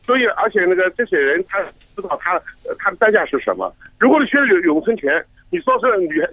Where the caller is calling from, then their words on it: Hong Kong; 我在香港。